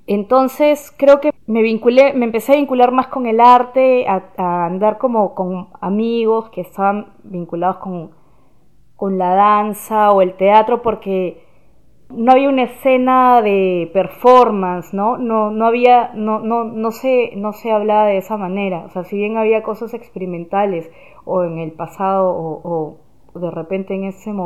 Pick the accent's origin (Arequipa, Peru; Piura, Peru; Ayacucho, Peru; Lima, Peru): Lima, Peru; born there; Sí, bueno, yo nací en Lima, en Perú.